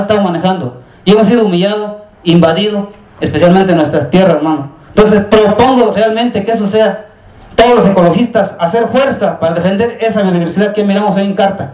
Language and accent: Spanish; Oaxaca, Mexico; Nosotros los Chimalapa hemos invitado a los campesinos chiapanecos, como oaxaqueños, como veracruzanos, para disfrutar de dicha tierra que tenemos hoy.